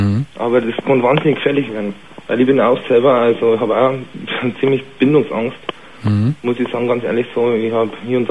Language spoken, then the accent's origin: German; Bavaria, Germany; Ich bin aus Bayern oder so. Bayern ist wahnsinnig spießig.